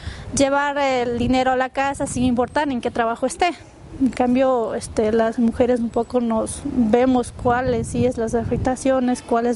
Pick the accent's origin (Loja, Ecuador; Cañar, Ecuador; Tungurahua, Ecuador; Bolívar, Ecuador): Bolívar, Ecuador; San Luis de Pambil; vengo de la provincia de Bolívar, específicamente de la parroquia San Luis de Pambil, y bueno, obviamente donde vengo es de la comunidad Huagraurco.